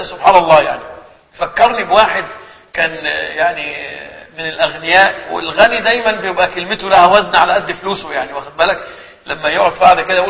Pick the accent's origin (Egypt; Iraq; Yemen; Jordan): Egypt; عندنا في مصر يقولوا عليه درويش مكذوب